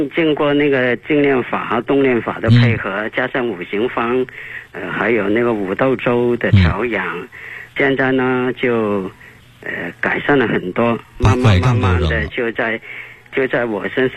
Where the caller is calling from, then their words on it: Guangzhou, Guangdong, China; 我是广州的一位老学员。今年19岁。